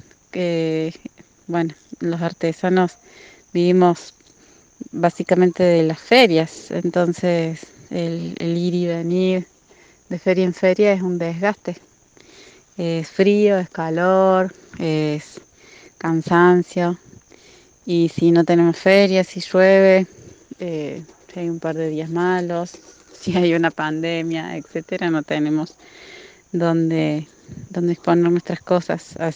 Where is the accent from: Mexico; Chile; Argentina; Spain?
Argentina; Unquillo, Córdoba; de Unquillo.